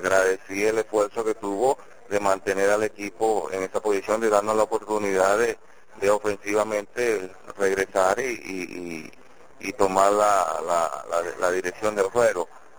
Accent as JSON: {"language": "Spanish", "country": "Venezuela", "said": "No, somos venezolanos"}